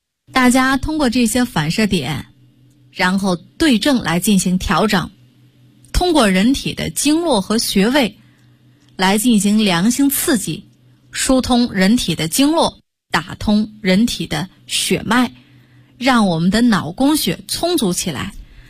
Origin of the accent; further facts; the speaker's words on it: Beijing, China; 但是呢咱们北京人的耿直和热情必须点个赞。